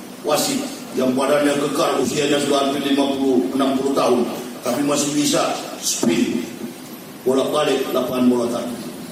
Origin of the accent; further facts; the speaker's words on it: Manado, North Sulawesi, Indonesia; Saya orang Manado, orang Sulawesi.